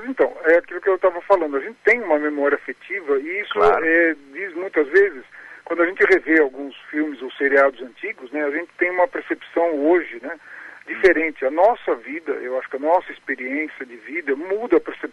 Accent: São Paulo, Brazil; born there; Eu nasci aqui em São Paulo mesmo.

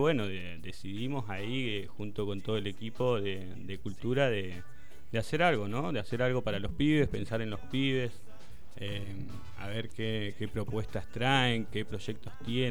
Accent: El Hoyo, Chubut, Argentina; Yo nacido y criado acá en El Hoyo.

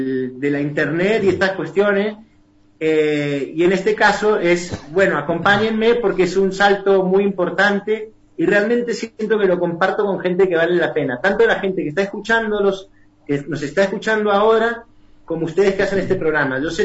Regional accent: Las Catitas, Mendoza, Argentina; los recuerdos míos en mi niñez en las Catitas. Ajá. ¿No es cierto? Mi niñez en el campo.

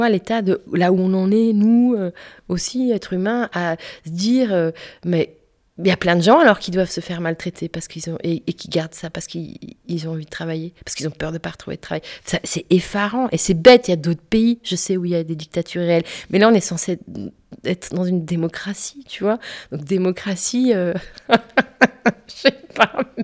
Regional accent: France; mais attends, je suis française

